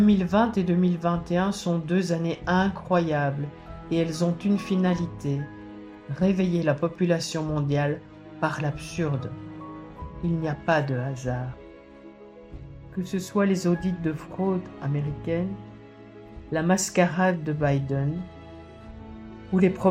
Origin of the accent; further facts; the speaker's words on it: Belgium; Et cela aura une incidence jusque chez nous en Belgique